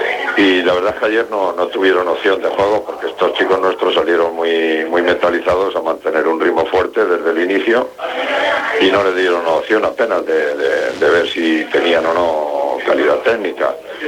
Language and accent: Spanish; Castilla-La Mancha, Spain; moved away as an adult; now in Valencia, Spain; Yo soy de donde nazco y de donde vivo. Uh-huh. Me crié en La Mancha y luego me crié en Valencia a partir de los 18 años. Mi mujer y mis hijos son valencianos.